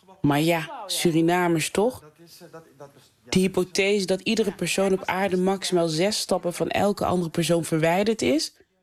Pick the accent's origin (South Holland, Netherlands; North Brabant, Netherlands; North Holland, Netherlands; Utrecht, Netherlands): North Brabant, Netherlands; born there; Ze leerden ons geen Sranantongo, maar Nederlands. Een zachte G pikten we op van onze Brabantse klasgenoten, vrienden en buren. Nederland is mijn geboorteland, maar er is ook altijd de overkant.